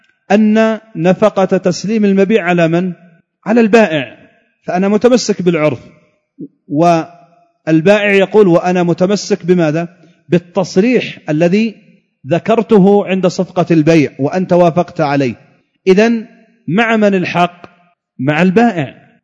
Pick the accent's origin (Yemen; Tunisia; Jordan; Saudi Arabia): Yemen; كانت عندنا في اليمن بالريال الفرنسي هذا